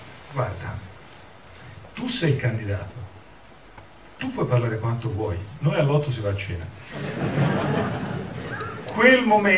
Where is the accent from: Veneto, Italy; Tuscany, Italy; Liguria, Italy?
Tuscany, Italy; Pisa; vengo da Pisa, sono toscano